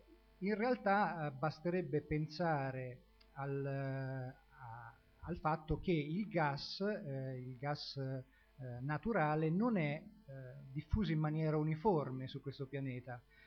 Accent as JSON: {"language": "Italian", "town": "Porto Recanati", "region": "Marche", "country": "Italy", "tie": "born or raised there", "lives_now": "Senigallia, Italy", "said": "io oltre ad abitare a Senigallia sono originario di Porto Recanati"}